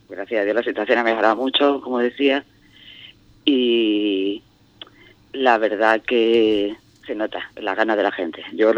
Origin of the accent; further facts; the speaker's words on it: Andalusia, Spain; yo que vengo de otra localidad de Cádiz, la fiera preciosa, vamos.